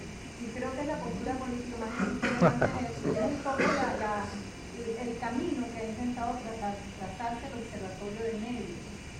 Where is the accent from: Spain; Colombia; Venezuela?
Venezuela; Bueno, yo vengo de Venezuela, ¿no?